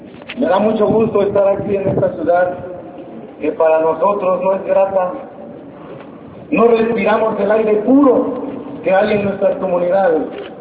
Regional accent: Oaxaca, Mexico; Los dueños somos los oaxaqueños y los pobres de todo el país.

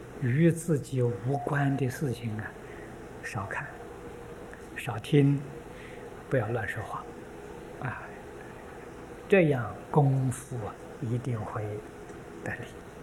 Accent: China; 红色的，这是我们中国人呢吉祥很习惯的。

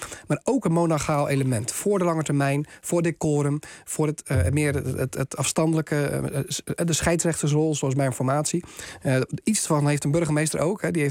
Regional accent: Gouda, South Holland, Netherlands; Erasmus, ik kom uit Gouda, dus ik moet hem even noemen.

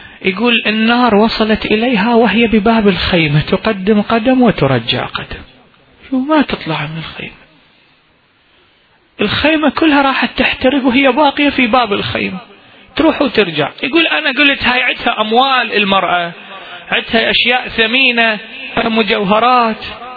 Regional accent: Iraq; احنا اكو فد بيت من الشعر عندنا بالعراق ينقري

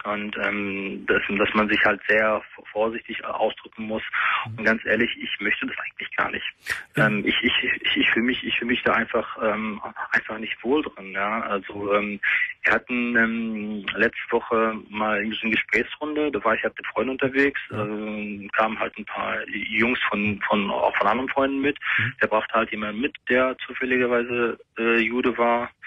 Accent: Germany; Moslem geboren, bin in Deutschland groß geworden.

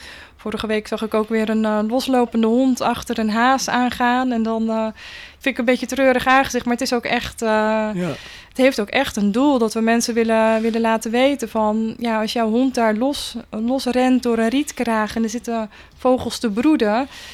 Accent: Netherlands; Maar ik kom zelf uit de Biesbos, daar ben ik geboren en getogen.

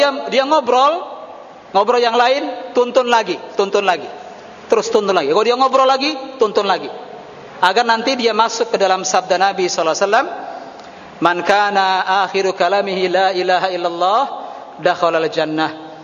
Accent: Cirebon, West Java, Indonesia; Saya dari Cirebon, Pak. Saya tahu hal seperti ini.

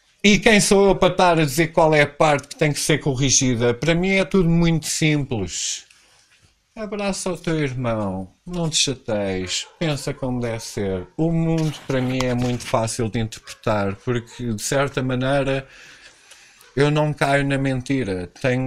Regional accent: Portugal; como eu nasci em Portugal e sou português, como português em Portugal, sou a pessoa que menos direito tem.

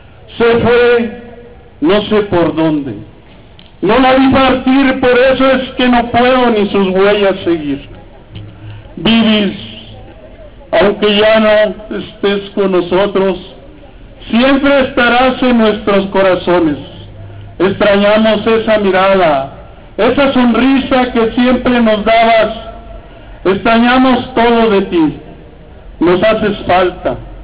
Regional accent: Chihuahua, Mexico; yo vengo de Chihuahua, un estado violento o más que el estado de Durango.

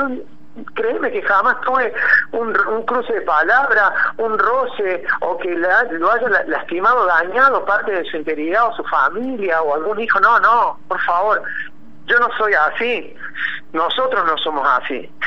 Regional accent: Córdoba, Argentina; defiendo la bandera de Córdoba, defiendo mi tierra porque es mía

